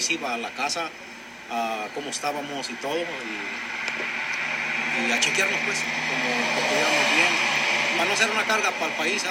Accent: Chavinda, Michoacán, Mexico; Yo soy de Chavinda, Michoacán.

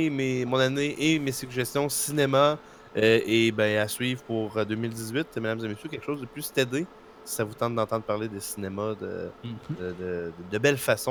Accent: Saint-Pacôme, Quebec, Canada; ma gang d'amis de mon village natal, de Saint-Pacôme de Kamouraska.

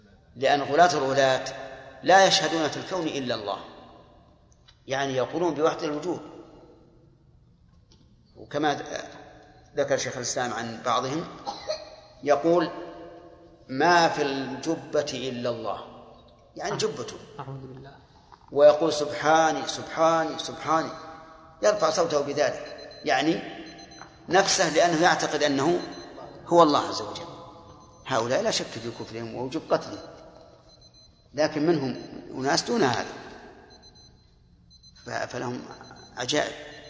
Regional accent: Saudi Arabia; لأن الحاج حتى لو جاء مثلا وجد عندنا في السعودية يعني جماعة في التوعية ما يكفي

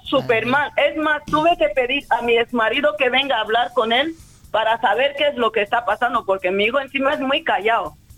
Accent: Equatorial Guinea; now in Spain; No, yo no, yo llevo 12 años aquí. Yo hablo castellano porque vengo de Guinea Ecuatorial.

